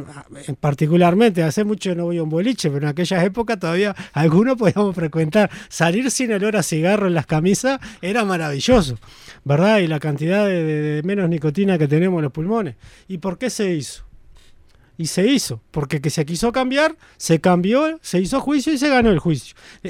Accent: Maldonado, Uruguay; Como soy de Maldonado y conozco más

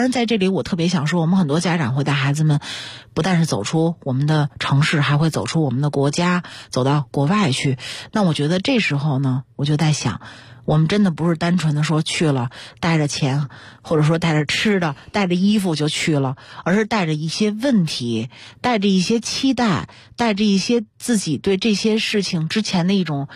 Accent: China; 我觉得就是我们中国人说的读万卷书行万里路真的特别重要

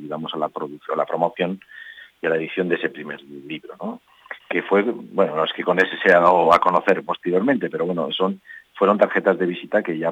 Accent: Cintruénigo, Navarre, Spain; Como la mayoría de los patronos somos de Cintruénigo, pues la mayoría de las cositas que estamos haciendo tienen que ver con Cintruénigo.

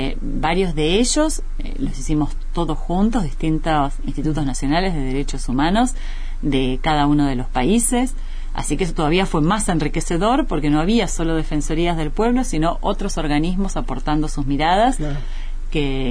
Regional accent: Argentina; en países, no solo como Argentina, que tenemos muchas comunidades, bueno, collas principalmente en el norte del país

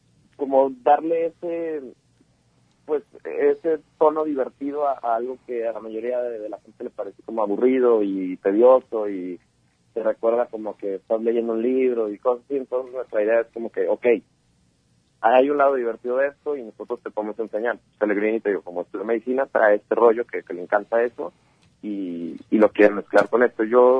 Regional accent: Guadalajara, Jalisco, Mexico; moved away as an adult; now in Tijuana, Mexico; tenemos aproximadamente 2 meses ya viviendo en Tijuana, porque, nosotros somos de Guadalajara, y hace 2 meses, casi 3 creo, decidimos

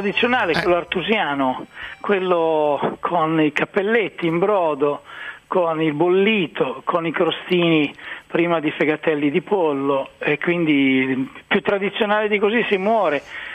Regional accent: Emilia-Romagna, Italy; Anch'io devo dire che in Romagna, visto che sono romagnolo

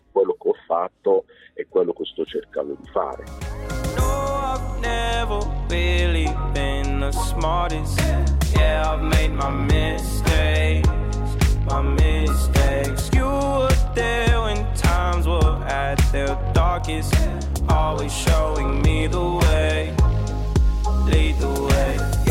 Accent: Cameroon; Dall'età di 5 anni io scopro l'Italia attraverso i mondiali di calcio Italia 90. Mm-hmm. Il mio paese, il Camerun, partecipò a quei mondiali

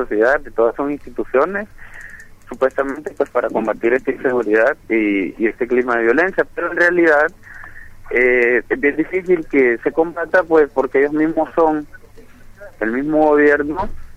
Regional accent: Honduras; nosotros y nosotras como hondureñas vivimos acá

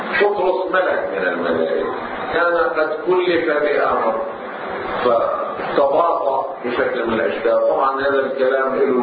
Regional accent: Lebanon; عندنا في لبنان

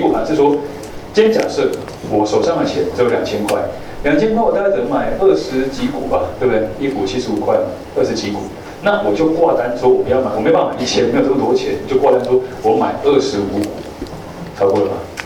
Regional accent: Taiwan; 但是我们台湾人心脏比较弱，

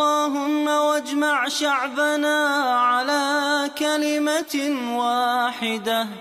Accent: Kuwait; اللهم إنك قد أنعمت على بلادنا الكويت بنعم كثيرة،

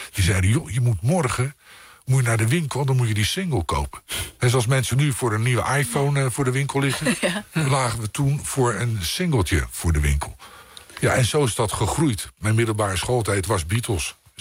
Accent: Rotterdam, South Holland, Netherlands; zeker als Rotterdammer, een geweldige stad.

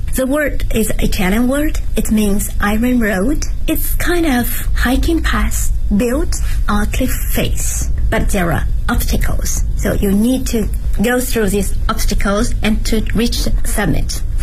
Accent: Zhejiang, China; now in Beijing, China; I'm the founder of Via Ferrata China.I'm from Zhejiang Province. It's a province located south of Shanghai, coastal area. There are some mountains, but not big mountains. So I'm in Beijing since, lots of years ago.

